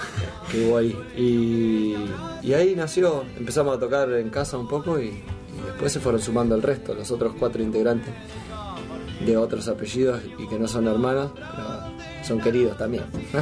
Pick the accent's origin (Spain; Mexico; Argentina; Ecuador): Argentina; Necochea, Buenos Aires Province; La banda surge en Necochea, nosotros somos de Necochea, ¿no? Los hermanos.